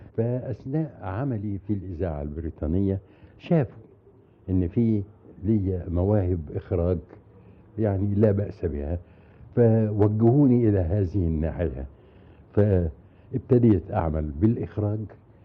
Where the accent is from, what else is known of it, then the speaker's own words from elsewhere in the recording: Egypt; now in United Kingdom; الى ان تتاح لي فرصة تانية في اني يعني اجي بلدي واعمل في بلدي